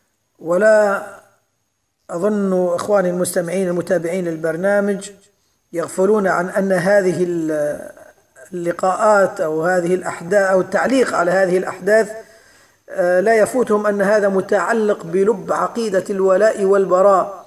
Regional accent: Libya; وخاصة في بلدنا ليبيا بالذات

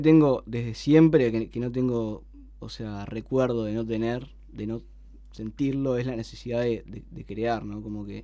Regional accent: Montevideo, Uruguay; No. Yo era de Uceo

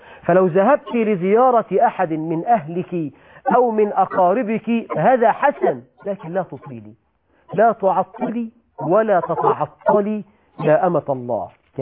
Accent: Egypt; عندنا في مصر بقى يقولك الخيمة الرمضانية

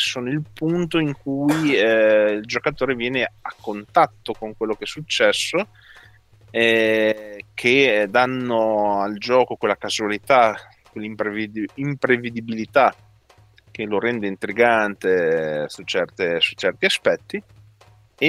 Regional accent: Modena, Emilia-Romagna, Italy; Io da modenese

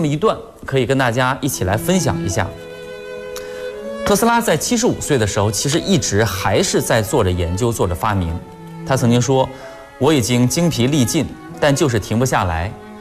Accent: Daxing District, Beijing, China; 来自大兴区的金牌阅读推广人候选人。

